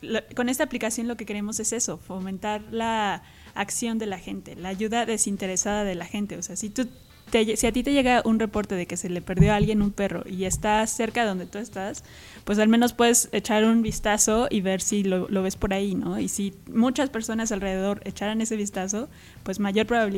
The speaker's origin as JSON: {"language": "Spanish", "country": "Mexico", "said": "somos 7 jóvenes mexicanos. Muchos están en el Distrito Federal, yo estoy aquí en Cuernavaca."}